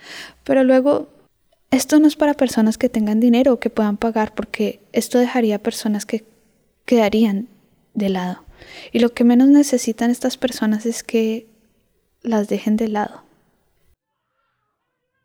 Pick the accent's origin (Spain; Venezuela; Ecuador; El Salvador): Spain; Manresa, Catalonia; Tengo una relación muy larga con el Poblenou. Aunque me crié en Manresa, siempre venía aquí de chiquito. Vivía un barrio obrero, muy de barrio, con su parte industrial.